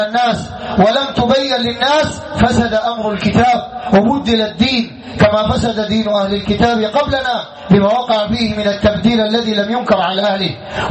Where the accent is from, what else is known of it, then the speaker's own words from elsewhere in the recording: Sudan; بدع عندنا في السودان